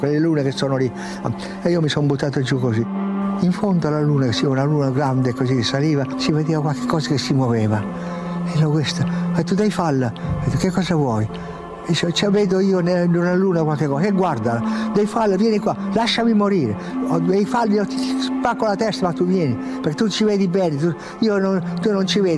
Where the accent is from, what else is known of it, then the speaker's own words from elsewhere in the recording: Piedmont, Italy; e poi da piemontese fesso, testardo